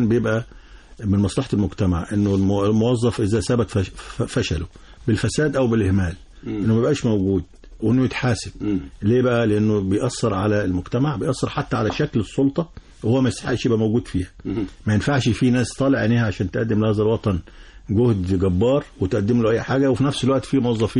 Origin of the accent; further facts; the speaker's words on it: Egypt; وكل يعني اللي نقدر كمصريين نقدمه للمحافظات الثلاثه